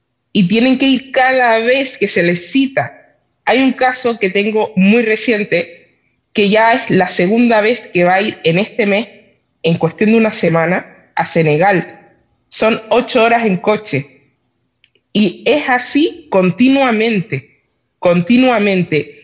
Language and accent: Spanish; Spain; Yo soy nacional española.